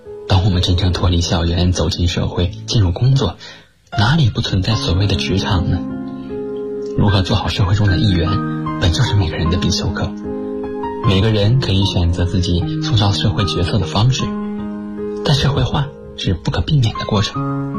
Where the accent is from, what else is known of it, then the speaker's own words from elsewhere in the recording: Taiyuan, Shanxi, China; now in Nanjing, China; 来自山西太原，现在在南京大学，距离我的家乡1078公里。